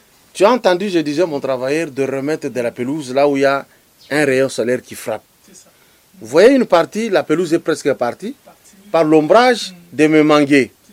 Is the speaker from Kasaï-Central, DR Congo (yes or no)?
no; Lubumbashi, Haut-Katanga, DR Congo; Mais chez vous, vous étiez en ville, chez nous à Lubumbashi.